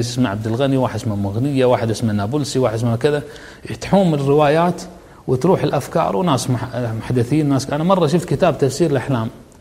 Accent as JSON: {"language": "Arabic", "country": "Kuwait", "said": "عندنا بالكويت نغمة متكررة كل يوم في الجرائد"}